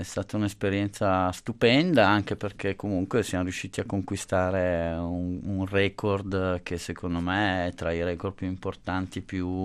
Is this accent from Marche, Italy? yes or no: no; Milan, Lombardy, Italy; born there; io sono nato a Milano, ho una famiglia normalissima di Milano